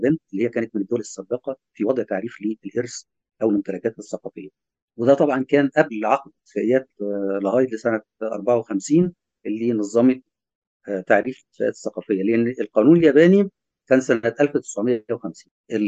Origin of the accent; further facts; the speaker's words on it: Egypt; لما نقول ألف ليلة وليلة عندنا كمصريين